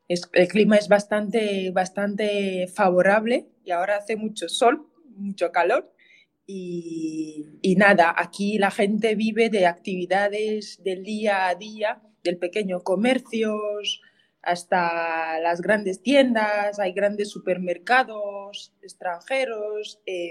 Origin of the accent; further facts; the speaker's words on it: Cameroon; first language Ticat; Spanish is a second language; Pues yo hablo mi idioma materno, que es el ticat. Yo hablo francés e inglés, que es el idioma de un poco del trabajo, de la educación, porque la educación es francófona y anglófona. O sea, Camerún es un país bilingüe.